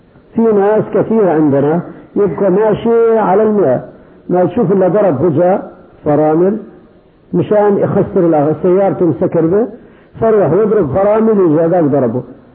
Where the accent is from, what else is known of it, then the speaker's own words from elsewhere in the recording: Kuwait; لكن عندنا في الكويت يوميا 10 قتلى